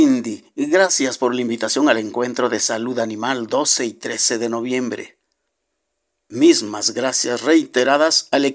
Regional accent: Mexico; quienes hoy somos mexicanos y habitamos este territorio

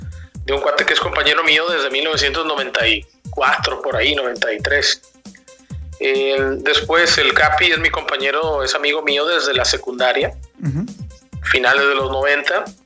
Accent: Tampico, Tamaulipas, Mexico; Nosotros somos de Tampico, ¿no?

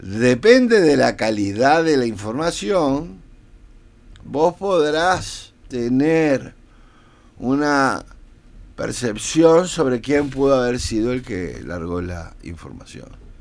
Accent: Uruguay; somos los uruguayos somos una sociedad alimentada de varios caracteres europeos

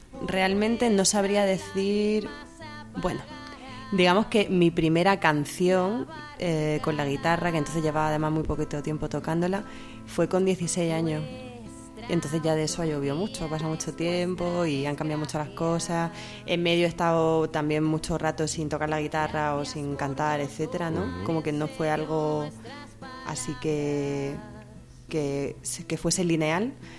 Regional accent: Almería, Andalusia, Spain; moved away; Bueno, soy del sur, de Andalucía, concretamente de Almería, que está en el Mediterráneo, pero llevo ya 9 años fuera.

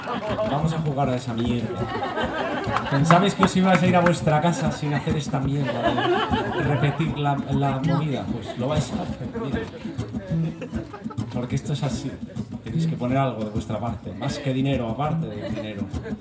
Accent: Madrid, Community of Madrid, Spain; que soy de Madrid

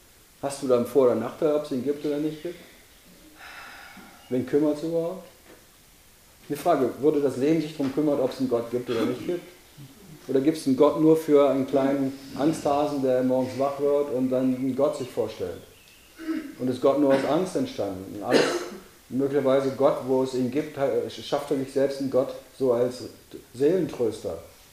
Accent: Weser area, Germany; Ich bin an der Weser groß geworden, ich weiß, wovon ich rede.

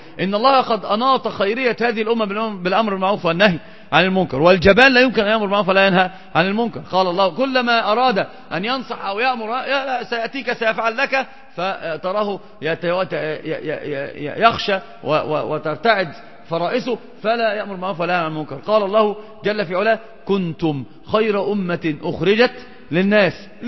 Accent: Egypt; عندنا في مصر مثلا يموت الناس وينشغلون جميعا بالصوان

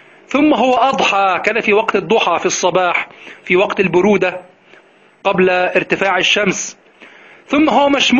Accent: Egypt; تأتي التي عندنا في مصر تأتي من جهة الشمال، من جهة البحر

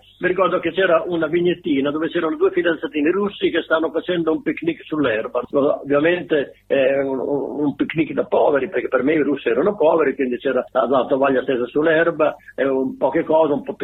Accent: Mocogno, Emilia-Romagna, Italy; io, che venivo un pochino dalla montagna, sono nato là a Mocogno, che è un paesino in modenese

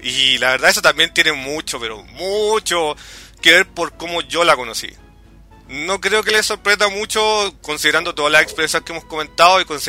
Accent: Chile; pero por lo menos como chileno, hubo un momento ahí como el año 97-98

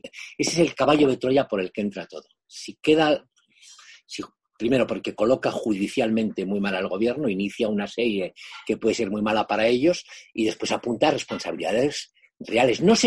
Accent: Spain; el problema para nosotros como españoles, como España, está

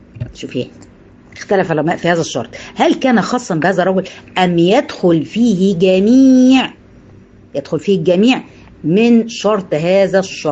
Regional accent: Egypt; يعني اللي عندنا في مصر يفهم انا بقول الاماكن

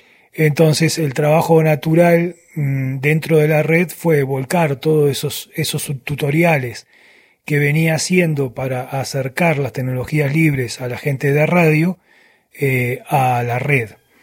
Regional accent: Uruguay; moved away as an adult; now in Venezuela; soy un uruguayo viviendo hace tiempo, ya hace unos años, en Venezuela.

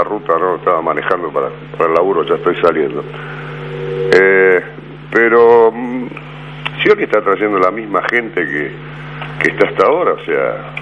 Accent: Argentina; Y antes que peronista, también soy argentino.

